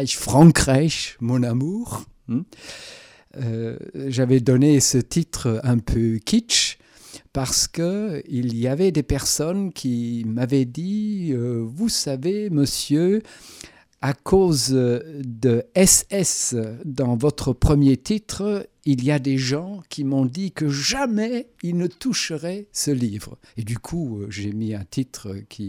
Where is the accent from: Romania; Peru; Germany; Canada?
Germany; French is a second language; tout ce qui m'était arrivé avec des Français ou en France en tant qu'Allemand